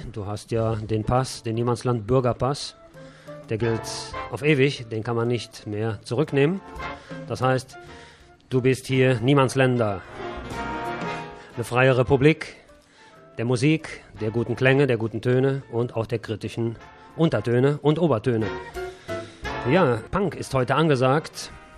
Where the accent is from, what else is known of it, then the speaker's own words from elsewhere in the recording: Rhineland, Germany; also der Arzt hat ja früher immer gesagt, wenn jemand was hatte, bei uns im Rheinland zumindest, da hieß es immer, es sind die Nerven.